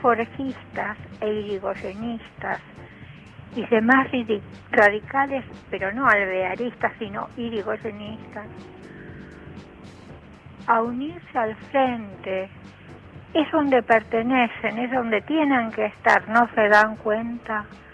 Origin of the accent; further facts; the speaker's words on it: Almagro, Buenos Aires, Argentina; de Almagro.